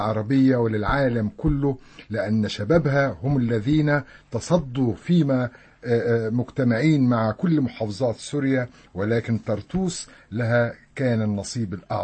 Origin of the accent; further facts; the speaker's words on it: Egypt; أنا كنت بمشي في حلب وما بتعرف أن أنا مصري